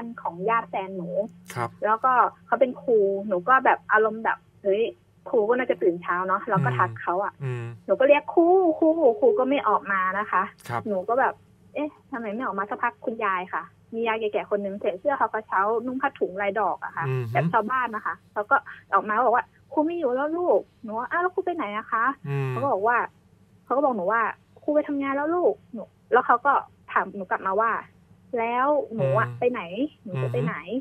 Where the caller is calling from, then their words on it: Nonthaburi, Thailand; นนทบุรีค่ะ